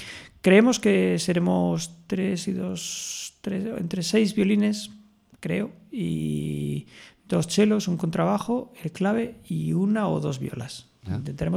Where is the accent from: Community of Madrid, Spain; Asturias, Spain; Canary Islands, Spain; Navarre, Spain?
Asturias, Spain; Oviedo; yo nací en Oviedo